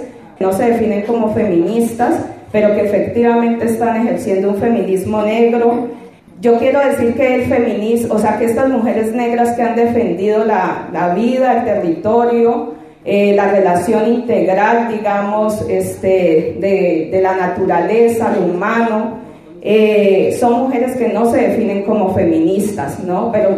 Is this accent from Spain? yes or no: no; Colombia; soy colombiana, estoy estudiando un doctorado en estudios feministas.